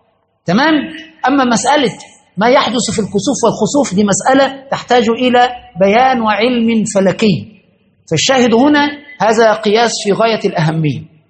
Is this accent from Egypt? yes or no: yes; Egypt; وحدث في عندنا في مصر في بداية التسعينات